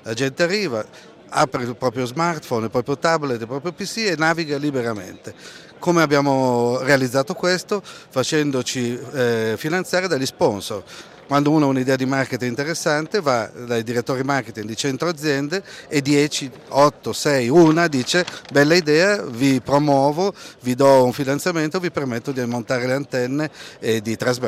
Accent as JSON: {"language": "Italian", "town": "Milan", "region": "Lombardy", "country": "Italy", "said": "sono milanese, non posso negarlo"}